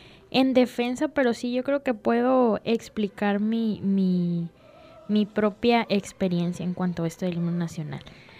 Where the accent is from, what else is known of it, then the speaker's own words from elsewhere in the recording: Mexico; lo que el himno nacional debe significar para todos nosotros como mexicanos.